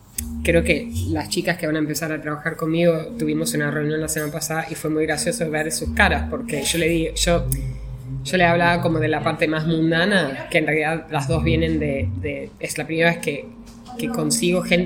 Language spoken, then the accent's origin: Spanish; Rosario, Santa Fe, Argentina; soy de Rosario y quiero hacer una guía